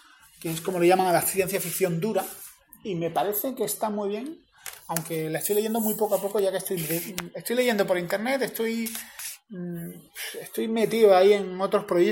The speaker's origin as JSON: {"language": "Spanish", "region": "Andalusia", "country": "Spain", "said": "soy andaluz, siempre lo he dicho"}